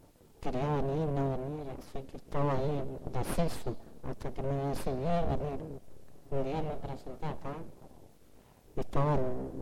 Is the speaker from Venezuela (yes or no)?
no; El Bolsón, Río Negro, Argentina; Sí, soy de acá del barrio. Así, soy de Bolsón. Creo que nací acá, sí.